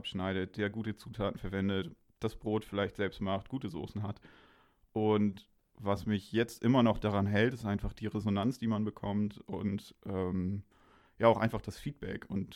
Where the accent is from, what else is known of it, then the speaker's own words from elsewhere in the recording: Hamburg, Germany; now in Kiel, Germany; bin fürs Studium hergezogen und irgendwie hat mich das überrascht, wie viele Dönerbuden es überhaupt in Kiel gibt. Ich komme aus Hamburg